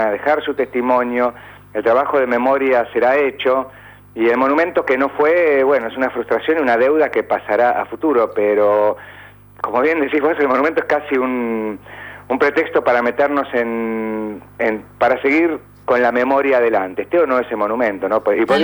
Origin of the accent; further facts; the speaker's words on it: Argentina; en una ciudad moderna, nuestra capital, de como argentinos